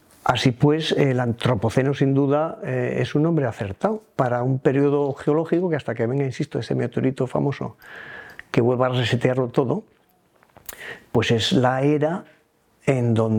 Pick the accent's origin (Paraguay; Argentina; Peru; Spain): Spain; Asturias; veía lo verde propio de mi tierra, que contrasta mucho con el de la zona anterior